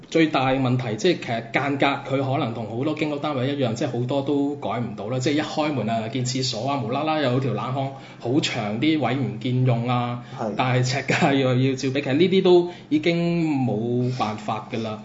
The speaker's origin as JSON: {"language": "Cantonese", "country": "Macau", "said": "咁所以就我咪話作為澳門人好傷心，就係咁解咯。"}